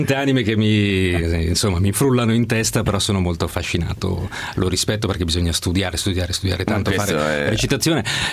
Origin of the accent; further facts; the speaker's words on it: Modena, Emilia-Romagna, Italy; Sono di Modena.